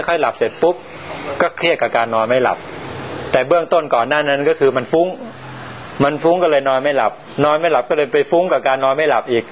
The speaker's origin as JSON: {"language": "Thai", "region": "Sukhothai", "country": "Thailand", "tie": "born or raised there", "said": "ผมกลับไปบ้านผมอยู่สุโขทัยนะบ้านนอกเนี่ยนะ"}